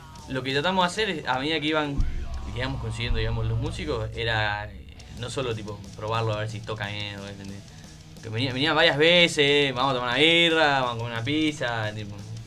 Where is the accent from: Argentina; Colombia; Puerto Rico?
Argentina; Buenos Aires; nosotros más que más somos de Capital y nos nucleamos en Flores.